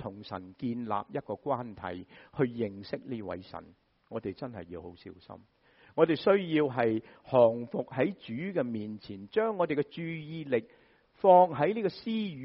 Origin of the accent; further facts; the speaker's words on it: Guangdong, China; 我们广东人说搵食，是吧？